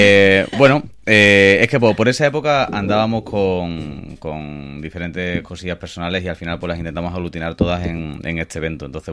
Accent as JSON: {"language": "Spanish", "town": "Seville", "region": "Andalusia", "country": "Spain", "said": "Yo, como sevillano que soy, no sé si os habéis dado cuenta."}